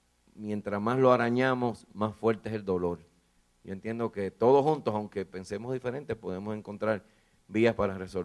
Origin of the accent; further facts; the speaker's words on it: Dominican Republic; La República Dominicana, de donde yo soy, también soy dominicano